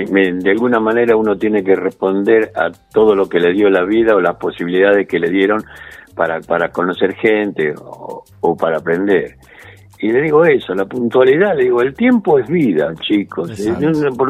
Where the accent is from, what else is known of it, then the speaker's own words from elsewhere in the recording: Argentina; Como buen argentino, llegué, sí.